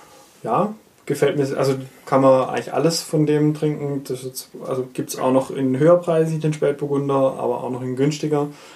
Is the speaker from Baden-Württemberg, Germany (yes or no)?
yes; Baden-Württemberg, Germany; Das ist einer aus meiner Heimat. Und zwar ein, also dann folglich aus Württemberg